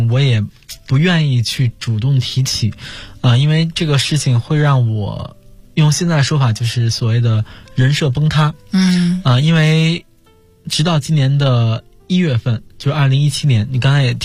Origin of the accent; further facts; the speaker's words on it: China; 我觉得 作为一个中国人还是应该出手相助的。